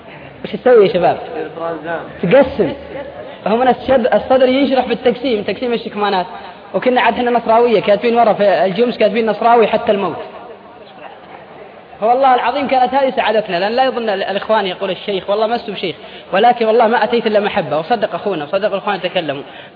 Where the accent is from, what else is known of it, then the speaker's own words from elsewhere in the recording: Al-Qassim, Saudi Arabia; تلقى الواحد عندنا في القصيم قاعد بين بريدة وعنيدة